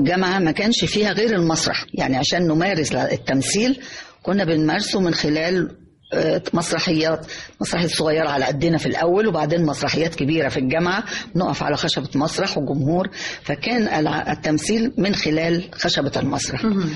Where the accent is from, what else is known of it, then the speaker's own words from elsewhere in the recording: Egypt; إنه إحنا كمصريين طبعا كنا أساس الفن العربي